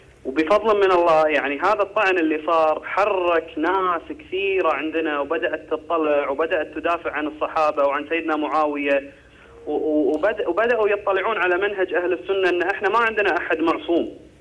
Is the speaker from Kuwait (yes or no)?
yes; Kuwait; حاولت تنصح بعض الشباب عندنا في الكويت